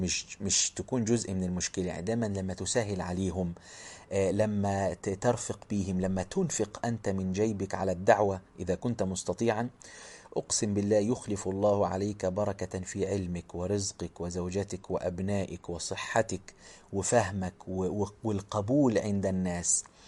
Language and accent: Arabic; Egypt; كان بيخطب خطبة في مدينة عندنا في مصر بعيدة عن بلده